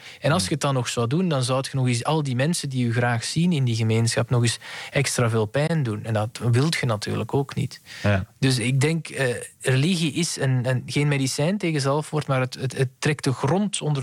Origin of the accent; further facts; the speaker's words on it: Belgium; Ja. Zo zijn wij Belgen dan weer.